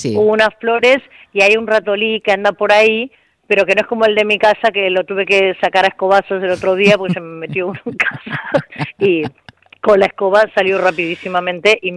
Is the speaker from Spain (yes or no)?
yes; Sant Francesc, Balearic Islands, Spain; yo que soy de San Francés